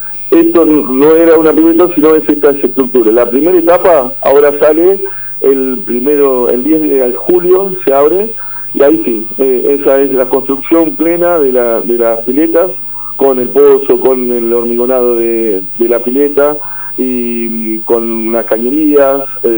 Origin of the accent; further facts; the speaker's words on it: Azul, Buenos Aires Province, Argentina; Justamente los otros días yo me estuve acercando a otros pueblos, yo soy de Azul